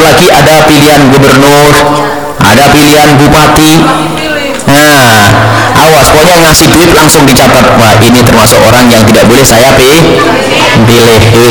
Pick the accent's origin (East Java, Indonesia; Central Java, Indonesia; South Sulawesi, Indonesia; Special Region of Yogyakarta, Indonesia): East Java, Indonesia; Blitar; Adapun yang masyhur di masyarakat Blitar, kampung kami, kodok.